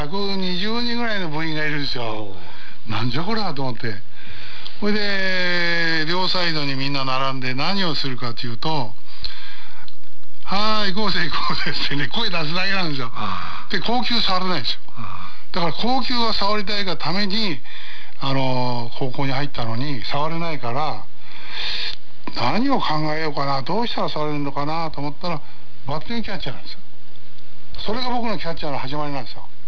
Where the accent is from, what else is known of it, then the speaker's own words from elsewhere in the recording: Tokyo, Japan; born there; 生まれたのは東京の目白ですけどね。